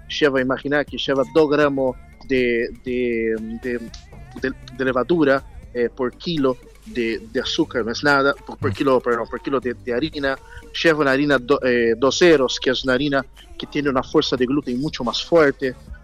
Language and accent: Spanish; São Paulo, Brazil; Spanish is a second language; No, yo soy de Brasil, São Paulo.